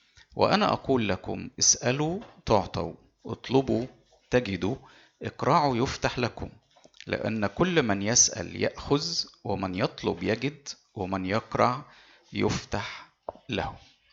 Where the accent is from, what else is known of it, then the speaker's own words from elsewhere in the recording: Egypt; مشكلتنا في المجتمع المسيحي عندنا في مصر هنا